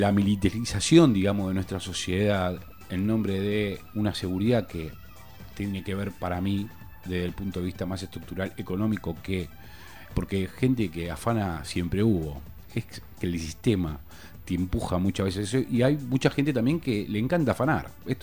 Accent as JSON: {"language": "Spanish", "town": "Lanús", "region": "Buenos Aires Province", "country": "Argentina", "said": "yo que soy de Lanús, en Lanús conviven 5 fuerzas en este momento."}